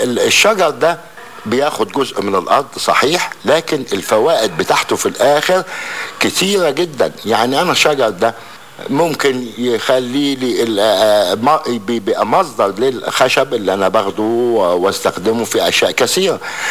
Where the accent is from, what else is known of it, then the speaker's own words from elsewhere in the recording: Egypt; المصدات عندنا في مصر هنا أنواع بتزرع زي الكافور وزي الكزورينة